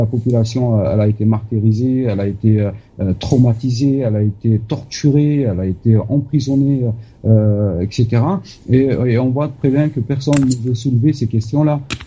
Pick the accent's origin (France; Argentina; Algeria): Algeria; Bien sûr, mais je pense que moi, personnellement, en tant qu'Algérien, j'en suis pas étonné du tout.